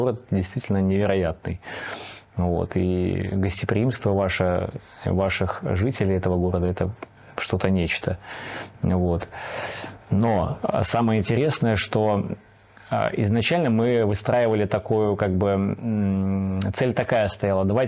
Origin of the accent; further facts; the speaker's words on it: Gomel, Gomel Region, Belarus; я из Беларуси, город Гомель